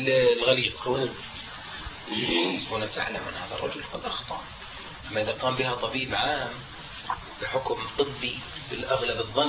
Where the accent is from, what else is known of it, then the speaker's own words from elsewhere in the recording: Jordan; في القانون الطب عندنا في الاردن لا يمنع ذلك